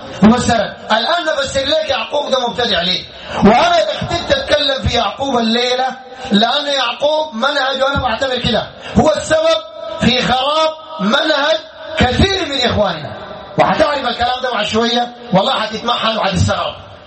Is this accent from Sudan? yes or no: yes; Sudan; بدع عندنا في السودان